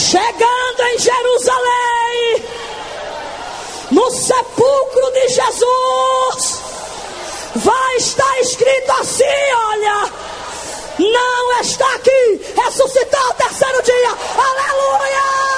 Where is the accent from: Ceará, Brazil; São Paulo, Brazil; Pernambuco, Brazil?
Pernambuco, Brazil; Recife; com a minha avó eu fui criada até os 10 anos de idade, ali na cidade de Recife, capital de Pernambuco. Sou pernambucano de nascimento, nordestina.